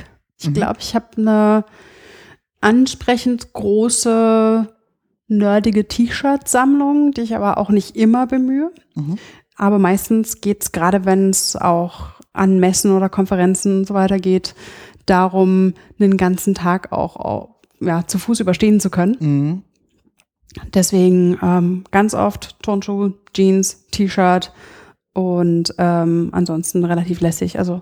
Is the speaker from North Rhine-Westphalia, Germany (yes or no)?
no; Berlin, Germany; Wir sind ja jetzt auch gerade im schönen Berlin. Und witzigerweise aufgewachsen bin ich am Stadtrand im Nordosten, Plattenbausiedlung in Hohenschönhausen.